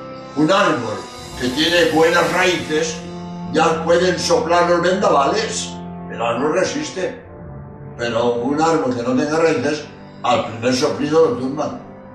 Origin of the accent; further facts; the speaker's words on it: Spain; soy jesuita español